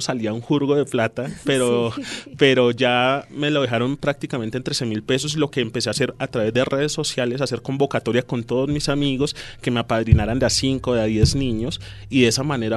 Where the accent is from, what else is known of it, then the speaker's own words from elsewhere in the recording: Soacha, Cundinamarca, Colombia; yo crecí en Altos de Casuca, nací allí, crecí allí en mi infancia